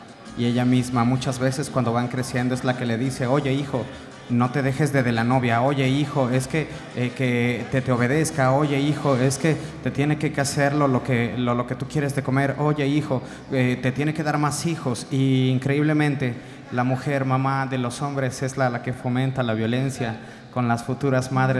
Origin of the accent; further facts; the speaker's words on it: Mexico; now in Colombia; yo no soy de aquí, yo soy de México. Y en mi país la mujer es la que se queda a cuidar a los niños